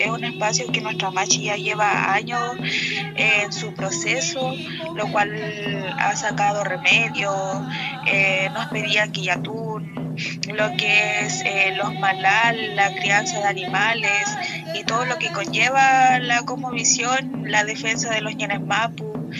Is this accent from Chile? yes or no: yes; Osorno, Los Lagos, Chile; soy del Loft Tralcaco, el Loft Cuquimo acá de la comuna de Osorno.